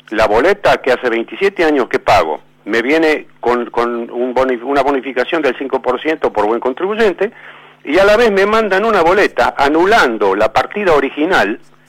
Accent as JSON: {"language": "Spanish", "town": "San Justo", "country": "Argentina", "said": "Me voy a renta de acá de San Justo, yo soy de San Justo."}